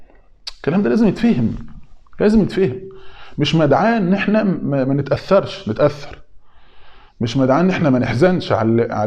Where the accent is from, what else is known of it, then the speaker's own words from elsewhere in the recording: Egypt; زي ما بيقولوا عندنا في مصر شايل طاجن سته